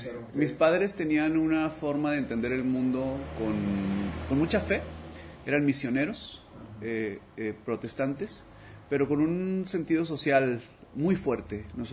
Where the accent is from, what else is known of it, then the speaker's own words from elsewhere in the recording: Monterrey, Nuevo León, Mexico; Tengo varias patrias, pero soy de Monterrey.